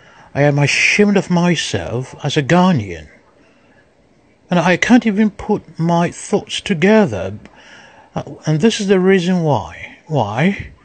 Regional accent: Ghana; now in United States; I'm a Ghanaian. I live in America.

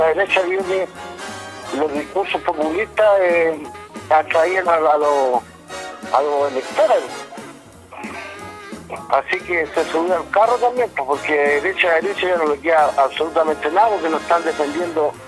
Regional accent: Chile; Como chileno me gustaría que pagaran el impuesto que corresponde

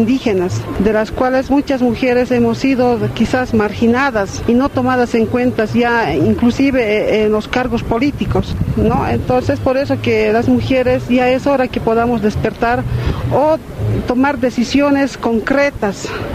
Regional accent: Oruro, Bolivia

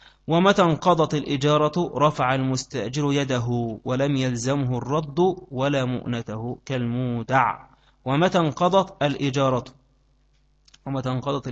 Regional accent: Egypt; عندنا في مصر في وقت القائلة ده كله زي الإيه؟ زي النمل

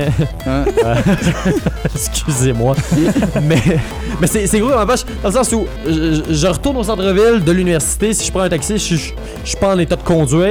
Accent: Repentigny, Quebec, Canada; Si je veux retourner à Repentigny dans mon coin de pays, je peux pas me le permettre.

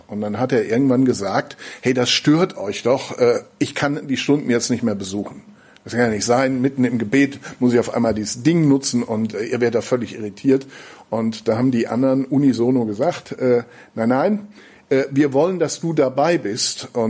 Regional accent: North Rhine-Westphalia, Germany; now in Schneverdingen, Germany; aber wo ich herkomme im Siegerland, da gab es das damals, als ich noch ein bisschen jünger war, quasi in jedem zweiten Dorf.

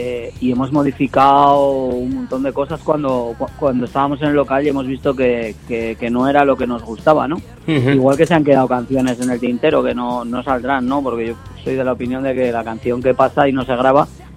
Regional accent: Teruel, Aragon, Spain; No, nosotros somos de Teruel.

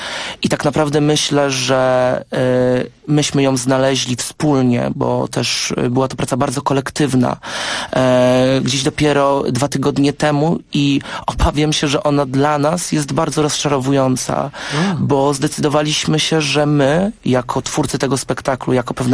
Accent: Wrocław, Lower Silesian Voivodeship, Poland; Ja pochodzę gdzieś oryginalnie z Wrocławia i to tam mam swoje korzenie i zawsze mi się wydawało, że to jest takie otwarte miasto. Niedaleko mojego domu znajdowała się dzielnica Czterech Świątyń, wielokulturowe jakieś miejsce

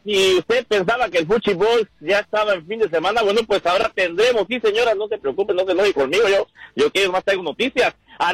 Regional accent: Mexico; nos da porque somos mexicanos

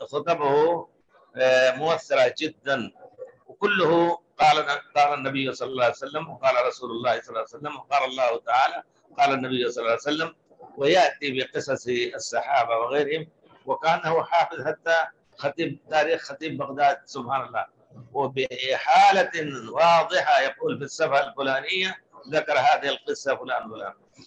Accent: India; now in Medina, Saudi Arabia; وأنا جيت قبله من الهند قبله بكثير

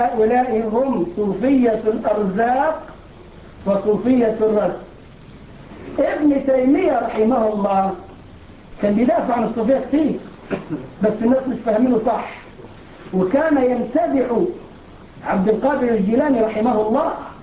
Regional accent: Egypt; اللي بيعملوا الموالد عندنا في مصر

